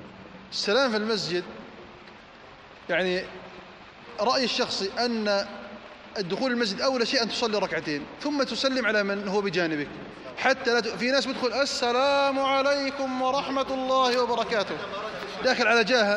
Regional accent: Jordan; اللهم احفظ على بلدنا الأردن الأمن والأمان والإيمان

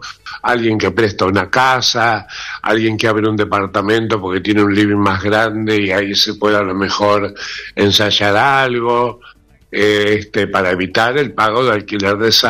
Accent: Rosario, Santa Fe, Argentina; now in Buenos Aires, Argentina; Yo soy rosarino, hace muchos años que vivo en Buenos Aires, más de 40, pero empezó en Rosario con la lírica.

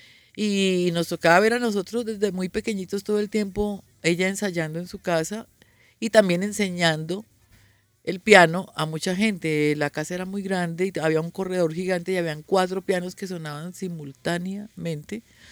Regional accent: Buga, Valle del Cauca, Colombia; also born or lived in Bogotá; Se me salió el bugueño, Yo nací en Bogotá, pero me crié en el Valle, en Buga.

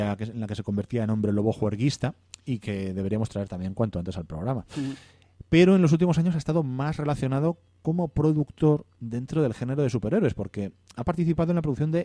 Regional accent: Ponferrada, Castile and León, Spain; Yo soy de Ponferrada, de la comarca de El Bierzo.

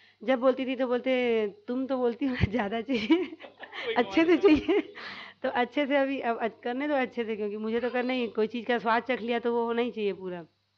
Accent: Odisha, India; now in Raipur, India; और जब हम लोग उड़ीसा से रायपुर आए थे

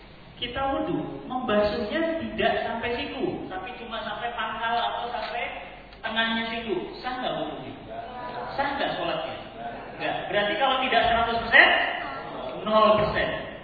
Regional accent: Medan, North Sumatra, Indonesia; tahun 79 di Medan. Ibu saya Solo, bapak saya Sunda. Lahir dan besar di Medan.

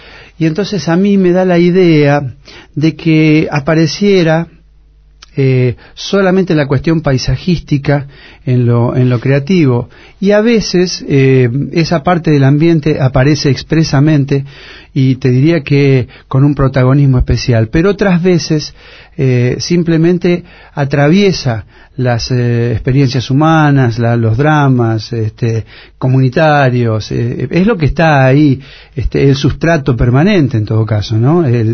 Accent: Granadero Baigorria, Santa Fe, Argentina; Mirá, en realidad Granadero Baigorria es una ciudad bastante importante. No es grande como Rosario, no tiene las dificultades que tienen las grandes ciudades.

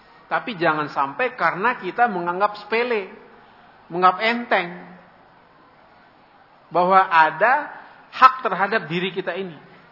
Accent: Ciputat, Banten, Indonesia; kampung saya Ciputat, Jakarta Selatan, sekarang masuk Banten, Tangerang

